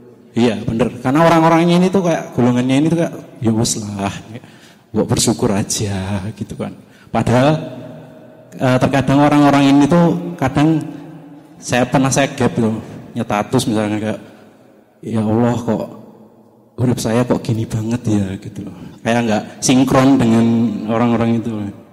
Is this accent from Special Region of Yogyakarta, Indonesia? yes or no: yes; Bantul, Special Region of Yogyakarta, Indonesia; now in Sleman, Indonesia; saya dari Bantul, tapi kebetulan domisili di Sleman.